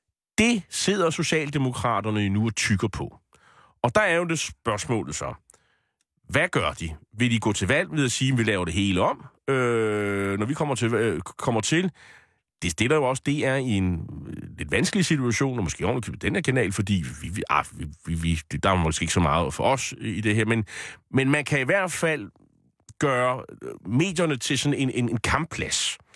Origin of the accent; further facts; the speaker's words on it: Bornholm, Capital Region of Denmark, Denmark; Og vi sender over til Bornholm, hvor jeg kommer fra.